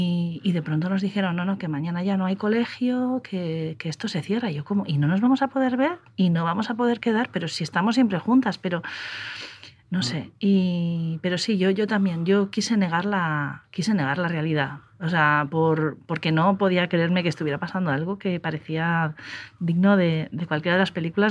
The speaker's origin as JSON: {"language": "Spanish", "region": "Cantabria", "country": "Spain", "lives_now": "Madrid, Spain", "said": "yo soy de Cantabria, claro, ahí tengo mar. Y que es algo en lo que tampoco nunca he reparado mucho viviendo en Madrid"}